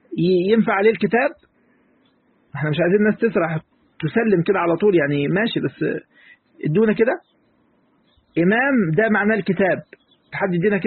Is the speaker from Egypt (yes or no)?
yes; Egypt; نعم احنا مصريين بس أم القرى مكة